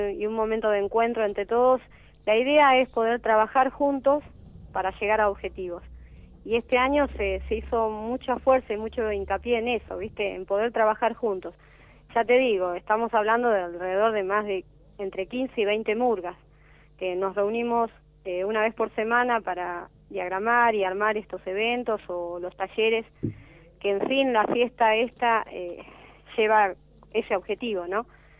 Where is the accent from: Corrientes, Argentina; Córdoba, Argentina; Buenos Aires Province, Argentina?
Buenos Aires Province, Argentina; Merlo; Somos de acá, de Barrio Belgrano, en Merlo, así que vecinos y familia de ustedes también.